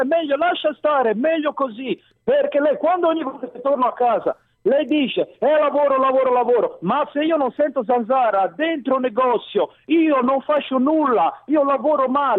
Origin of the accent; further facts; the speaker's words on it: Iran; Italian is a second language; io sono di Iran.